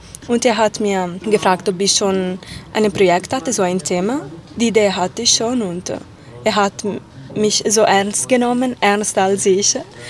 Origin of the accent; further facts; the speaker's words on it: L'Aquila, Abruzzo, Italy; German is a second language; moved away as an adult; now in Berlin, Germany; Ich komme aus L'Aquila, das ist eine kleine Stadt in Mittelsüditalien. Ich habe Bachelor in L'Aquila studiert und dann Master in Florenz.